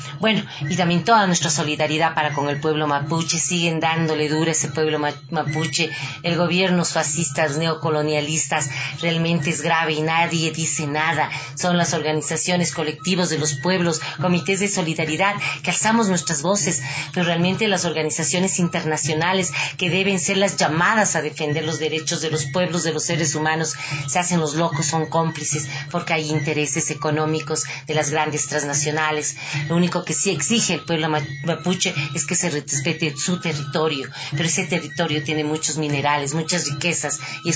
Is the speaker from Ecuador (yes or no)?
yes; Ecuador; esa dignidad que nos representa como ecuatorianos, ecuatorianas, latinoamericanas